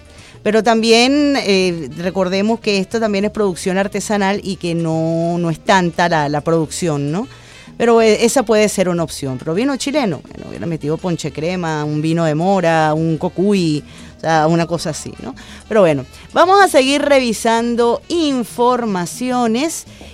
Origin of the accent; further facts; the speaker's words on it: Venezuela; hablo como un venezolano que le duele el país